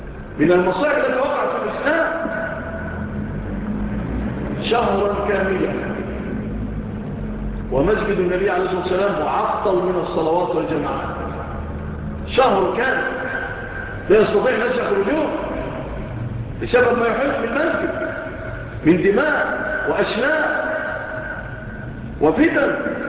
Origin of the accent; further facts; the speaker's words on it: Egypt; وسألوا الله أن تكون بلادنا مصر بلادا آمنة مطمئنة